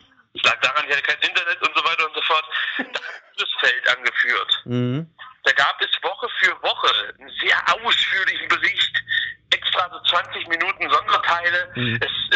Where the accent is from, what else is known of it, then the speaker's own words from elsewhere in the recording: East Germany, Germany; ich bin aus der DDR, wir frisieren immer unsere